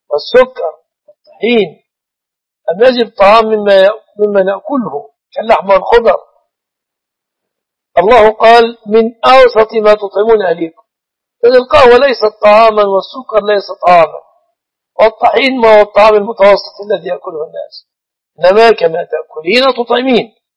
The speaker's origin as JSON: {"language": "Arabic", "country": "Egypt", "said": "القائمة في بلادنا مصر تنقسم إلى أو تتضمن جزءا يأتي به الزوج وجزءا تأتي به الزوجة"}